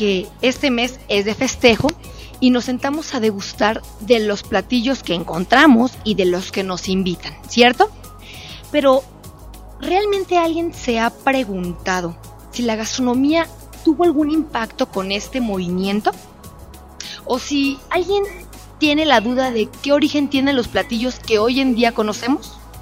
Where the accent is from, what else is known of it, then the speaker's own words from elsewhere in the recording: Mexico; Por volver a adquirir nuestra identidad como mexicanos.